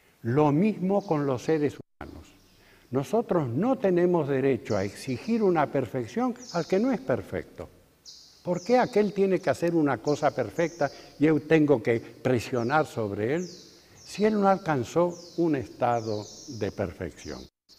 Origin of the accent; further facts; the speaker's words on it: Argentina; En mi país, en Argentina, hay una ciudad frontera a la ciudad de Buenos Aires, una ciudad industrial muy importante que tiene de nombre Avellaneda. Y yo mismo moré en esa ciudad. Es una ciudad fabril